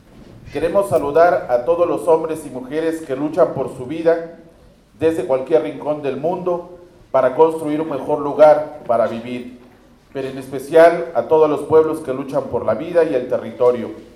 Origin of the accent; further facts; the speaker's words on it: Chapultenango, Chiapas, Mexico; Venimos del norte de Chiapas … de Chapultenango, del norte del estado de Chiapas.